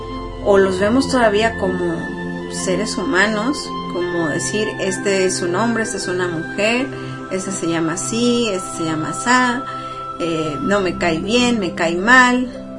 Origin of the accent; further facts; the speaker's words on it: Mexico; hoy en día yo soy de origen mexicano, ¿no?